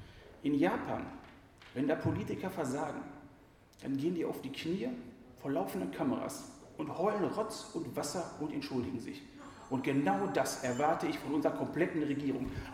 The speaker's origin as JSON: {"language": "German", "town": "Essen", "region": "North Rhine-Westphalia", "country": "Germany", "said": "bei uns in Essen ist das die 224"}